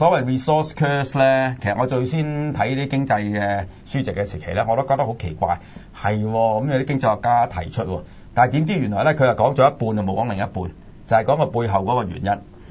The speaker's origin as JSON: {"language": "Cantonese", "country": "China", "said": "就係我哋中國人嚟嘅"}